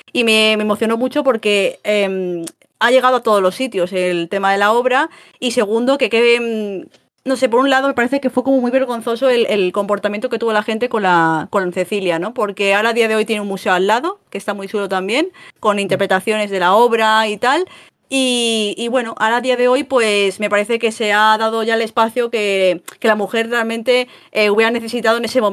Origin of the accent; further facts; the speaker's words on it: Madrid, Community of Madrid, Spain; yo soy muy urbanita, soy de Madrid